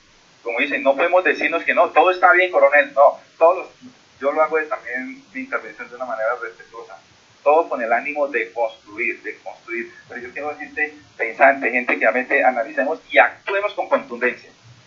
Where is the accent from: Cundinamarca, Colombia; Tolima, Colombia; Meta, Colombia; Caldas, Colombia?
Cundinamarca, Colombia; Soacha; No nos sigamos estigmatizando porque nosotros vivimos y somos de Soacha.